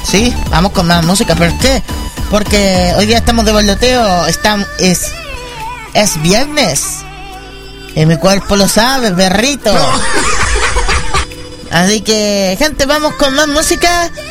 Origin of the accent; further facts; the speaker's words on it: Chile; Uy, Dios, lástima que yo soy de Chile, pero igual ahí con respeto interno.